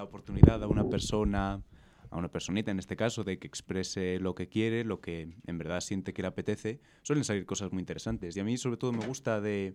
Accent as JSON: {"language": "Spanish", "town": "Madrid", "region": "Community of Madrid", "country": "Spain", "said": "Fíjate, eso demuestra que soy más madrileño de lo que pensaba."}